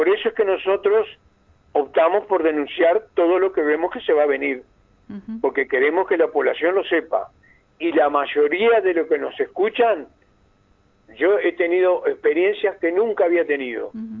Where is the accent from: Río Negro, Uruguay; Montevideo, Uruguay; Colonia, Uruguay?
Río Negro, Uruguay; Fray Bentos; En particular, en mi pueblo, Fray Bentos, la situación está grave, está muy grave.